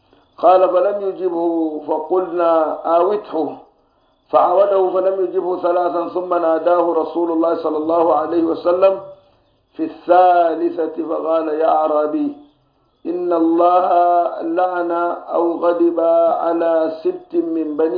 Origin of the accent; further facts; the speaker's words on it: Sudan; بس باب أكل الجراد ده صنع شديد حتى الآن موجود عندنا في السودان